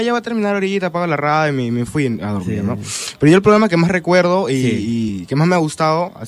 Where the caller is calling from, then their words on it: San Martín de Porres, Lima, Peru; De San Martín